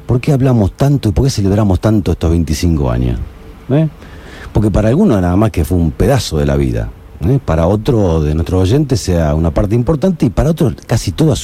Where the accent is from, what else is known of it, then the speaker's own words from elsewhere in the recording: Argentina; ¿viste cómo somos de Argentina?